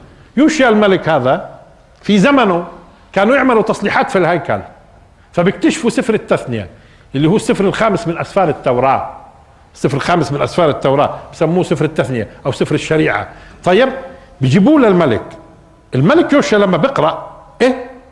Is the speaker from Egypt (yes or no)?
no; Palestine; على فكره بيعنينا شوي احنا كفلسطينيين